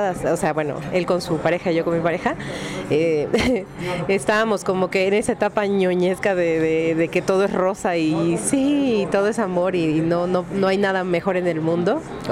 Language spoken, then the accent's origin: Spanish; Chiapas, Mexico; Le canto al amor, le canto al desamor, a mi tierra, a Chiapas, a la tristeza, a la desolación, la soledad.